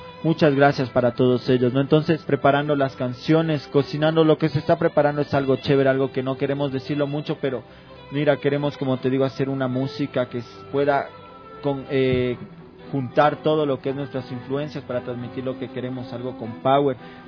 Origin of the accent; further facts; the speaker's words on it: Quito, Pichincha, Ecuador; accent: Quito; Igual en nuestro dialecto nos gusta usar, ¿no? Bastante el hablado quiteño, esa sal quiteña que tenemos acá.